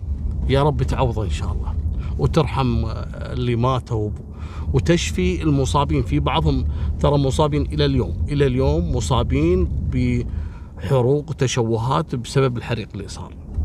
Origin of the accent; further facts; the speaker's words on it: Kuwait; عندنا في الكويت